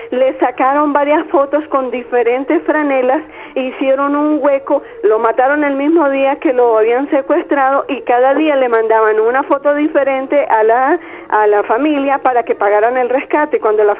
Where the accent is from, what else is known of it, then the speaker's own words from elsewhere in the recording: Táchira, Venezuela; esta es una situación grave y vergonzosa como venezolano. Me han contado la gente que fue a mi estado natal, el estado Táchira